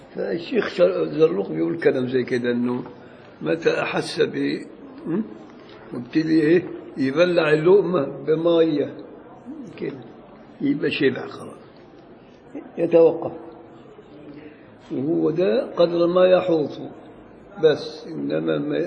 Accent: Beni Suef Governorate, Egypt; والبصير ده مصري بقى بتاعنا، بل هو من بلدي بني سويف

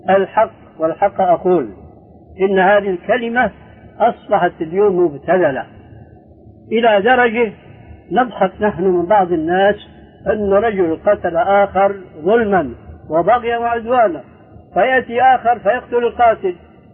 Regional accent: Syria; عندنا في سوريا كان شاهد قصة رجل في الحرب مع اليهود اسمه جول جمال

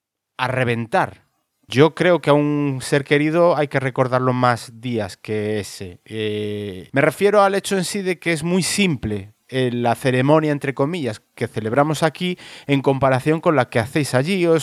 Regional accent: Galicia, Spain; de donde soy yo, en Galicia.

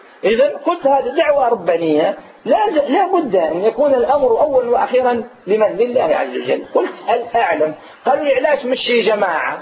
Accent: Algeria; also born or lived in Medina, Saudi Arabia; في بداية الهجرة نتاعي التي هاجرت فيها من هنا من الجزائر إلى المدينة المنورة

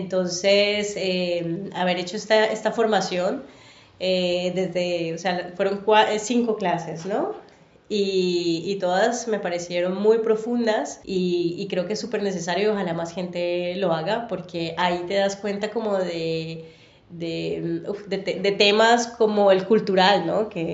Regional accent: Colombia; moved away as an adult; now in Barcelona, Spain; Soy colombiana, llevo, cumpliré en septiembre 7 años de vivir en Barcelona.

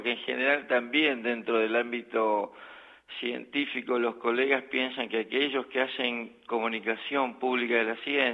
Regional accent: Argentina; moved away as an adult; now in Göttingen, Germany; Como científico argentino, no sé lo que es ir a buscar trabajo en el exterior, siempre me fui contratado

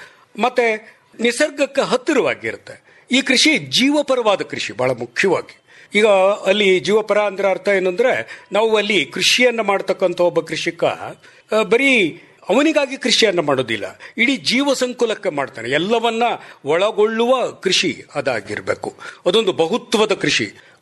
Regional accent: Jayachamarajapura, Karnataka, India; ನನ್ನ ಊರು ಜಯಚಾಮರಾಜಪುರ, ಚಿಕ್ಕನಾಯಕನಹಳ್ಳಿ ತಾಲೂಕು, ತುಮಕೂರು ಜಿಲ್ಲೆ. ನಾನು ಮೂಲತಃ ಒಬ್ಬ ಪ್ರೊಫೆಸರು, ಪ್ರಿನ್ಸಿಪಲಾಗಿ ರಿಟೈರ್ ಆಗಿದ್ದೇನೆ. ಈಗ ಅಲ್ಲೇ ಹಳ್ಳಿನಲ್ಲೇ ಇದ್ದೇನೆ ವಾಸ.

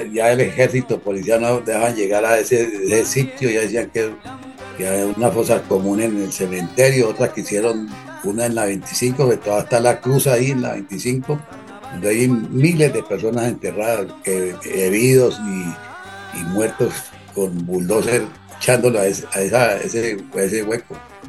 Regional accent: Cali, Valle del Cauca, Colombia; fuera de que yo nací en Cali, es Cali es una ciudad cosmopolita

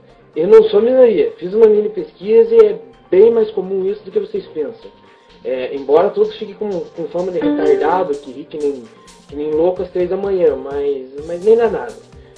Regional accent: Ponta Grossa, Paraná, Brazil; sou de Ponta Grossa, tenho 20 anos, Paraná.

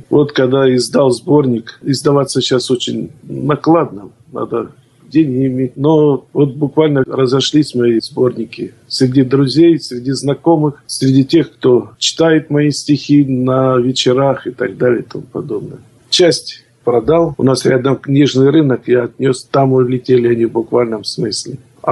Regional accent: Krasnodar Krai, Russia; Я люблю свой край. Наш богатый Краснодарский край, он богатый традициями, и это благодатная земля. И, конечно, воспоминания детства, когда еще мама меня на выходные отправляла в станицу к бабушке.

